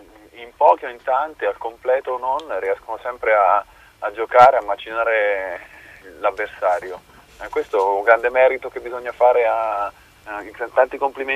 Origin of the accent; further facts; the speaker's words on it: Abruzzo, Italy; ma io ci tengo da abruzzese che non si dimentichi di quelle persone